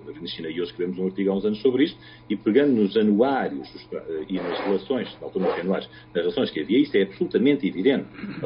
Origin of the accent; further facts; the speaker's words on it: Goa, India; eu sou goês, tentei centrar a perspectiva desde Goa.